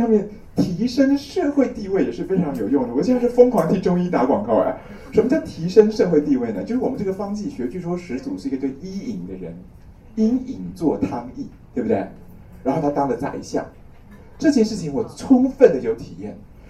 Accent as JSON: {"language": "Chinese", "country": "Taiwan", "said": "我觉得我们台湾人哦，不要向大陆人炫富，我们要炫贫。"}